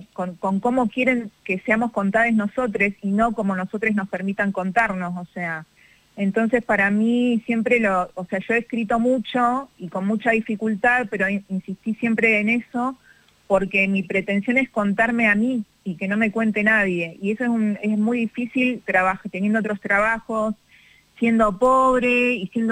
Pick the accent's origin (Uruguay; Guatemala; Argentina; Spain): Argentina; Tigre, Buenos Aires Province; de niña vivía en Tigre, en el partido de Tigre, y ahí eran muy importantes los carnavales en todos los barrios